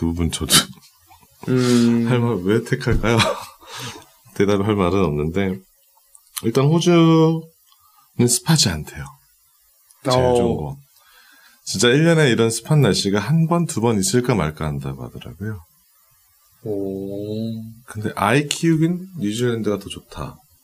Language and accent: Korean; Seoul, South Korea; now in New Zealand; 실질적으로 우리도 서울에서 왔을 때